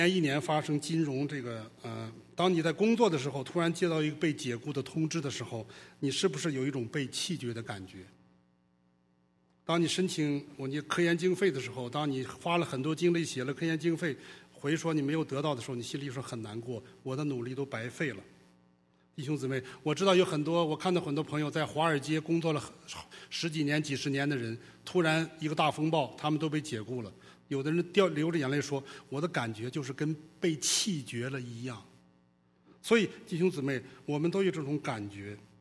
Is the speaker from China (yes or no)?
yes; China; 用我们中国人的话讲